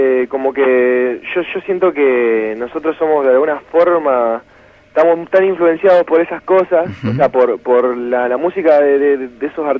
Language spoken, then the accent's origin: Spanish; Santa Fe, Argentina; Claro, somos todos de Santa Fe.